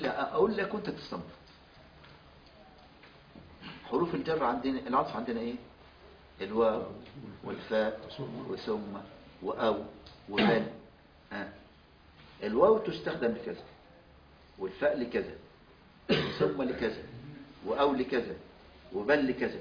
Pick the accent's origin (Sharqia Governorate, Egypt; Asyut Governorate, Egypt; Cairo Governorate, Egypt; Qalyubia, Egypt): Asyut Governorate, Egypt; Al-Badari; born there; مسقط رأسي مركز البداري محافظة أسيوط في صعيد مصر